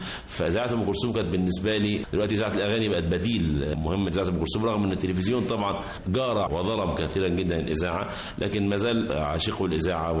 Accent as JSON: {"language": "Arabic", "country": "Egypt", "tie": "born or raised there", "said": "بالنسبة لأطفالنا أو إحنا أطفال، إحنا في قريتنا فرع من النيل اسمه على الخريطة كده بحر الخليلي، طبعا هو مش بحر ولا حاجة، هو ترعة كبيرة عرضها نقول فوق 50 متر مثلا."}